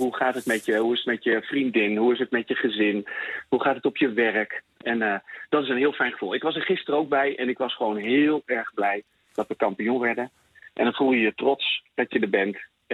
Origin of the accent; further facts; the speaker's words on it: Apeldoorn, Gelderland, Netherlands; En ik woonde in een wijk naast hem. Ik kom uit de Maten. Dus dat is in Apeldoorn en Zweten. Dat is een nieuwbouwwijk.